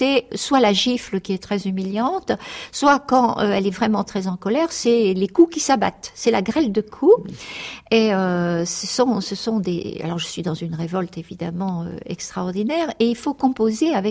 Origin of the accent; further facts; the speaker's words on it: Normandy, France; parce que je suis déracinée de la Normandie et déracinée aussi du monde populaire